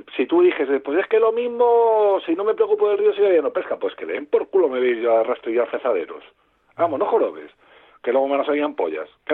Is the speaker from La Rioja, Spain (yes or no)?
no; Guadalajara, Castilla-La Mancha, Spain; Mira, yo soy de Guadalajara.